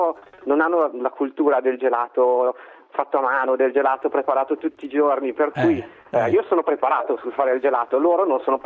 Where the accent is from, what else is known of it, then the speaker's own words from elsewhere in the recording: Milan, Lombardy, Italy; moved away as an adult; No, io sono di Milano. No, Milano.